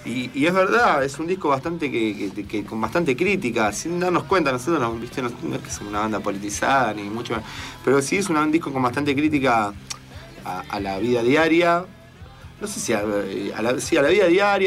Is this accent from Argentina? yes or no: yes; Buenos Aires, Argentina; somos de acá, de Argentina, sí, de Buenos Aires, y somos un pibe que vive en una ciudad. No vivimos en la montaña, no vivimos en el desierto